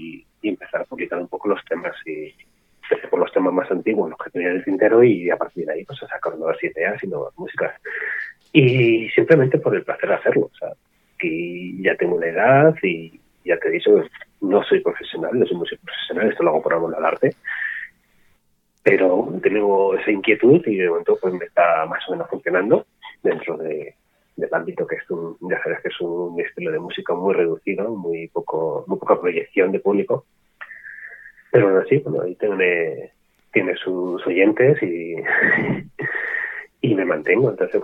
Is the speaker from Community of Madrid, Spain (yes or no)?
yes; Madrid, Community of Madrid, Spain; Soy un músico de Madrid, músico aficionado, ahora mismo no soy profesional.